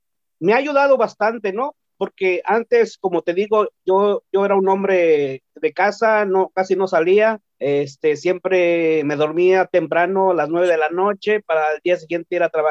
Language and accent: Spanish; Oaxaca, Mexico; Spanish is a second language; soy del estado de Oaxaca, para los que no lo sabían. Y pues el español lo aprendí en la escuela, no lo hablo muy perfecto. Lo que hablo un poquito es más de dialecto, pero también se me está olvidando un poquito. Y hablo un poquito también de inglés